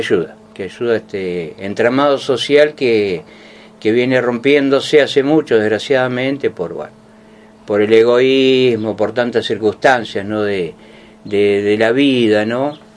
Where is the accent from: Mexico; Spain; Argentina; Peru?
Argentina; Venado Tuerto, Santa Fe; nací en Venado Tuerto, nací en 1963, como dijo … con Kennedy a la cabeza. Ajá. Y bueno, sí, nací, me crié en Venado